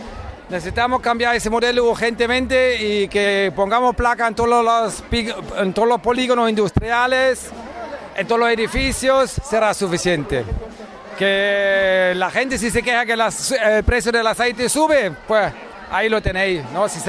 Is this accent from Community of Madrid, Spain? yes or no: no; Órgiva, Andalusia, Spain; de Órgiva